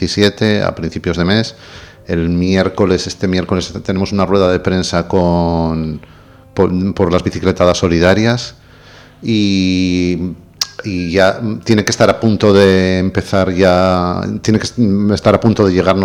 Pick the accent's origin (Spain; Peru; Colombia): Spain; Porque no somos, los españoles no somos...